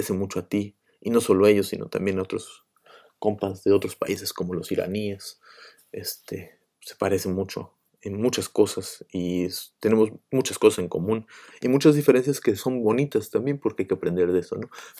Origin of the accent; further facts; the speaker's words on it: Mexico; moved away; somos mexicanos en el sentido que nací en ese país porque me tocó nacer, pero pues uno se va moviendo y va migrando, y pues yo pensé que iba a regresar, ¿no? Pronto, y pues no he regresado.